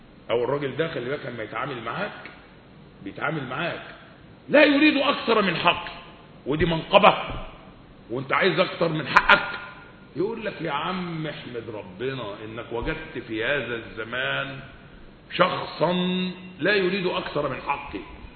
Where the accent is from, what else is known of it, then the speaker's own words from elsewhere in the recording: Egypt; يعني اللغة العامية عندنا في مصر معبرة قوي عن الواقع الجديد